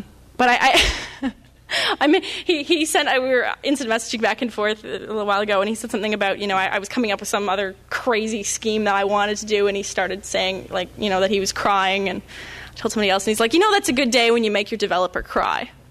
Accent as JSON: {"language": "English", "town": "Toronto", "region": "Ontario", "country": "Canada"}